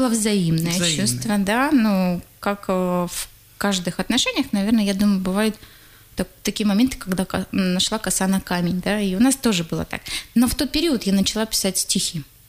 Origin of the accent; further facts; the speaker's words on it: Saryg-Sep, Tuva, Russia; born there; И я родилась в Тыве.